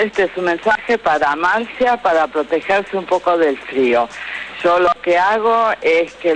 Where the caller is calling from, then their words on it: Villa Urquiza, Buenos Aires, Argentina; de Villa Urquiza.